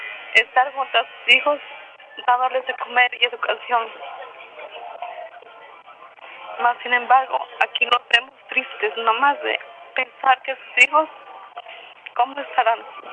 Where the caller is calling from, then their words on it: Tecpan de Galeana, Guerrero, Mexico; Desde el Cerezo de Tetán de Galeana Guerrero, un fraternal saludo para todas las compañeras y compañeros de lucha.